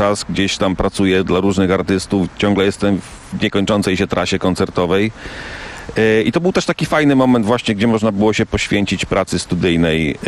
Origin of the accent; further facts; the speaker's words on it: Krosno, Subcarpathian Voivodeship, Poland; ponieważ pochodzimy z jednego miasta